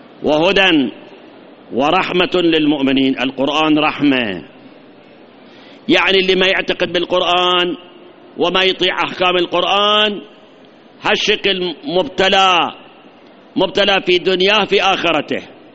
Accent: Iraq; احنا فت شهرين ثلاثة صار عندنا جفاف، هاي عندنا بالعراق بعد صار عندنا جفاف

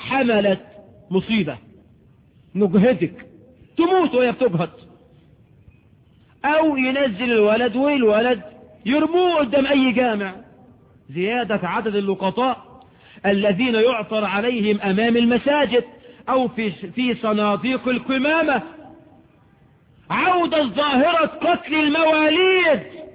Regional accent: Egypt; عندنا في مصر، ودي تقارير صادرة عن الجهات الرسمية

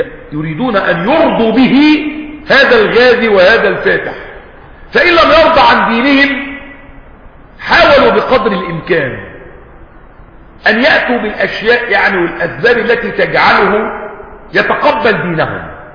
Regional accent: Egypt; مش بيقولوا كده عندنا في مصر محدث نعمة؟

